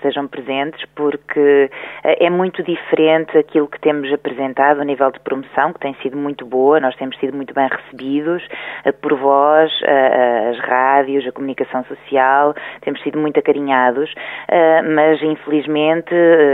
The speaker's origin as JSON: {"language": "Portuguese", "region": "Centro", "country": "Portugal", "tie": "born or raised there", "said": "E eu, quando era pequenina, vivia ali no Baixo Mondego, naquela aldeia, e tinha uma certa liberdade. Essa liberdade acabou por me ser retirada inadvertidamente quando vim para Coimbra."}